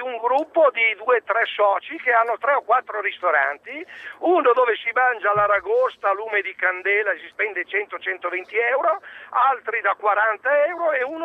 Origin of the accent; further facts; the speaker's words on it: Adria, Veneto, Italy; now in Verona, Italy; Io sono di Verona, però originario di Adria